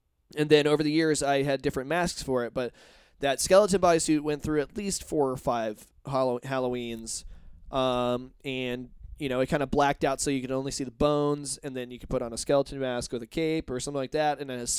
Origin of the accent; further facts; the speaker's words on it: Indiana, United States; growing up in Indiana, I was one of those kids that liked to try and scare other kids.